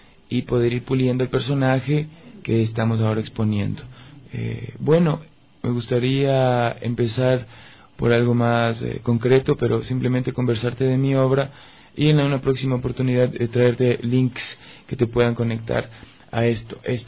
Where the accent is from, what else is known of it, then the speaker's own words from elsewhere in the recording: Ecuador; traduce mucho de mi idiosincrasia como ecuatoriano